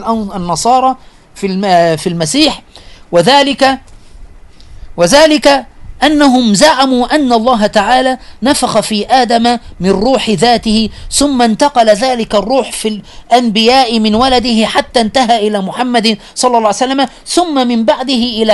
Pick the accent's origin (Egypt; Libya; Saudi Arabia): Egypt; Aswan, Aswan Governorate; من عندنا أنا من أسوان